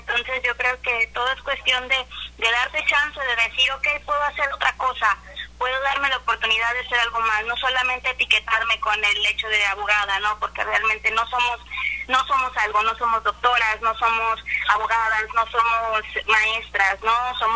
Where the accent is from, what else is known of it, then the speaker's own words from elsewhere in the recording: Colima, Mexico; Pues yo soy de Colima, capital